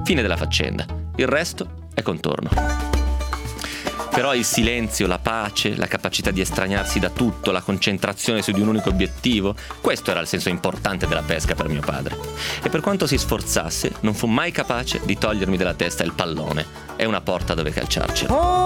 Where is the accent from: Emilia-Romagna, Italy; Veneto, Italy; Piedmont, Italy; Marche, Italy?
Piedmont, Italy; Romentino; La verità era però che per pescare intorno a Romentino, intorno al mio paese, non si poteva fare altro che andare alla cava.